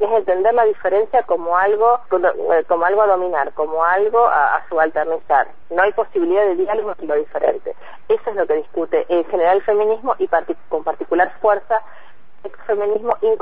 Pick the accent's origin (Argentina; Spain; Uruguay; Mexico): Argentina; Bariloche, Río Negro; yo soy de Bariloche